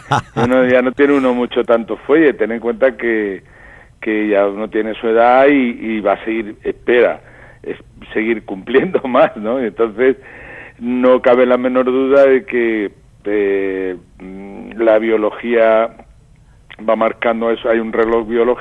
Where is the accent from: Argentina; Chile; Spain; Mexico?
Spain; Granada, Andalusia; moved away; cogí un tren y me fui de Granada a Madrid a grabar discos